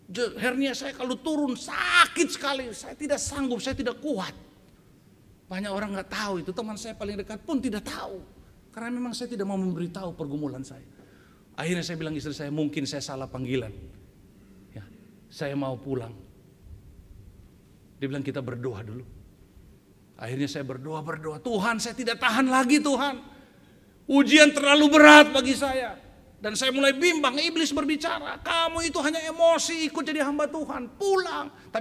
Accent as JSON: {"language": "Indonesian", "region": "Central Sulawesi", "country": "Indonesia", "said": "Karena saya tahu di Indonesia Timur, kita orang Indonesia Timur ya, saya dari Sulawesi Tengah."}